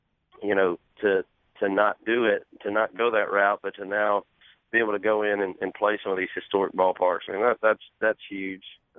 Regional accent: Georgia, United States; growing up in Georgia, just being a huge Braves fan my whole life.

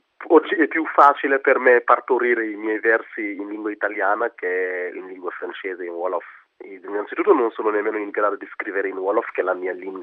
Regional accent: Senegal; now in Italy; Io sono senegalese, di carnagione sono nero come Balotelli.

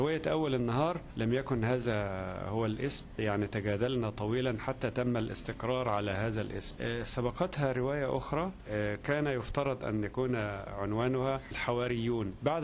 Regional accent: Egypt; عندنا في مصر سيرة أخرى من السير المهمة جدا

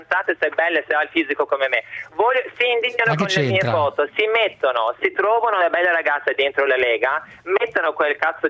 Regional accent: Turkey; born there; Italian is a second language; sono nata in Turchia, nonostante che sono una transessuale.

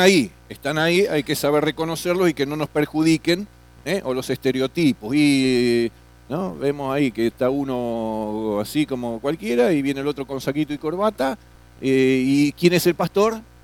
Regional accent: Florencio Varela, Buenos Aires Province, Argentina; No, somos de Florencio Varela.

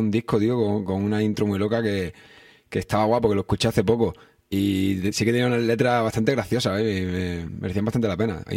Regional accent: Antequera, Andalusia, Spain; now in Granada, Spain; yo llevo en Granada una pila de años, pero yo soy de Antequera, de un pueblo de Málaga.

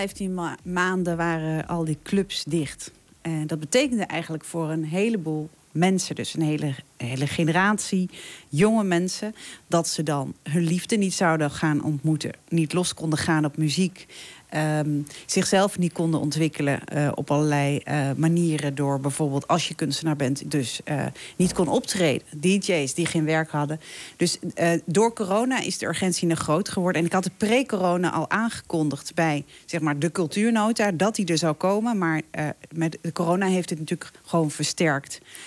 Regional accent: Winterswijk, Gelderland, Netherlands; also born or lived in Morocco; ik ben zelf een achterhoeker, zeg maar. Ik ben in Marokko geboren. Maar ik heb, ben opgegroeid in Winterswijk.

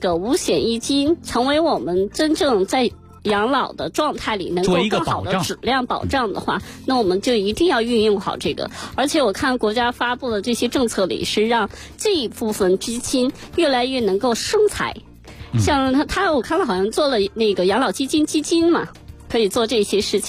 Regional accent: Heilongjiang, China; 因为我是黑龙江人嘛

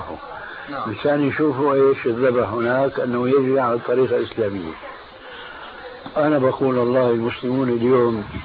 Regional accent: Damascus, Damascus Governorate, Syria; كان عندنا في دمشق

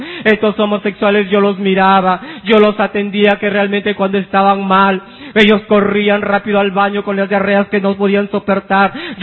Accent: La Victoria, Lima, Peru; Soy del distrito de La Victoria.

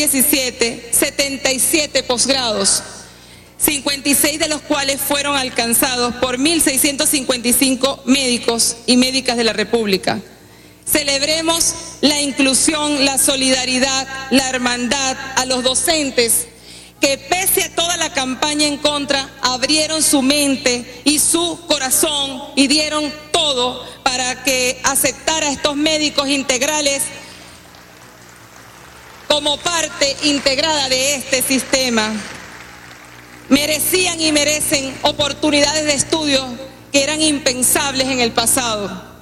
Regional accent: Venezuela; Somos humildes los venezolanos y las venezolanas.

